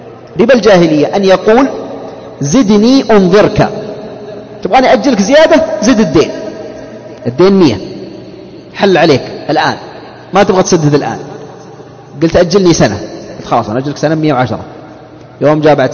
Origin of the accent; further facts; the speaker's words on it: Saudi Arabia; لأن الطاقة الشمسية عندنا في السعودية هنا لم تنتشر انتشارا كبيرا